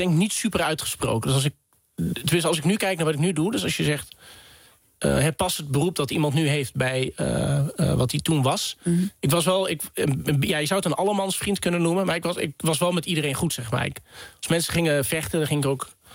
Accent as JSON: {"language": "Dutch", "town": "Vaassen", "region": "Gelderland", "country": "Netherlands", "said": "ik kom uit Vaassen, dus een dorp in de gemeente Epe. Midden in stikstofgebied op dit moment."}